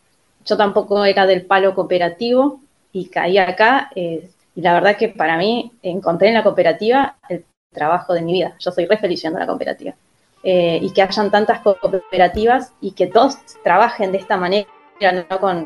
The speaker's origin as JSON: {"language": "Spanish", "town": "Ñorquincó", "region": "Río Negro", "country": "Argentina", "said": "Yo soy de Ñorquincó, cerca de acá de la comarca."}